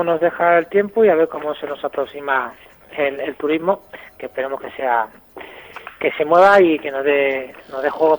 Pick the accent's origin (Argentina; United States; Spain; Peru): Spain; Extremadura; Como se suele decir por mi tierra, por Extremadura, el cerdo hasta los andares